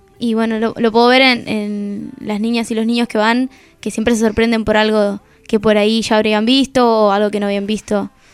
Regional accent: La Plata, Buenos Aires Province, Argentina; born there; Encima ni siquiera de La Plata, o sea, nací en La Plata, pero no viví en La Plata.

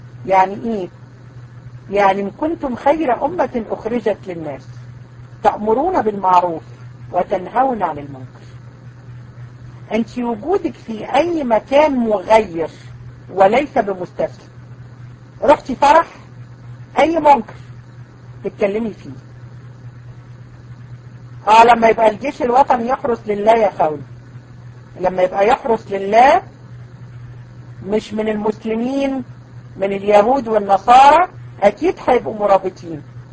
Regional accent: Egypt; المرجئة دول موجودين عندنا في مصر؟ احنا في الحقيقة هدير يعني عندنا منهم كتير جدا.

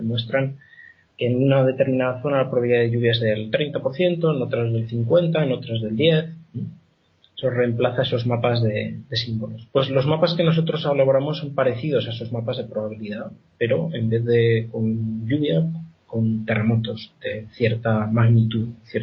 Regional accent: Spain; que yo sepa soy el único español o latino en general en el, exceptuando los colegas italianos, claro.

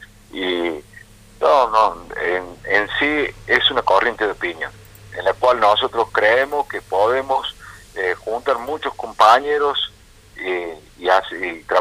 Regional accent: La Calera, Córdoba, Argentina; yo soy de Calera

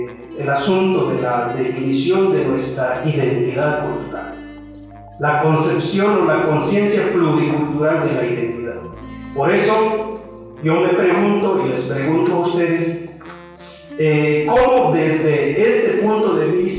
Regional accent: Mexico; qué valores son propias que tenemos que construir como sujetos interculturales, como mexicanos?

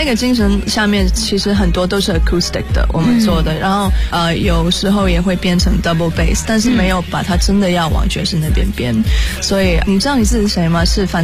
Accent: Hong Kong; 对，我是香港人

